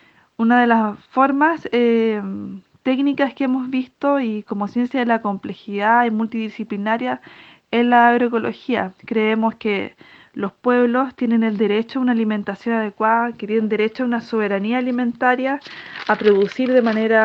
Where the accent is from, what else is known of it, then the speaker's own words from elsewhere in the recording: Petorca, Valparaíso, Chile; soy de la Escuela de Agroecología Germinar, soy de la comuna de Petorca.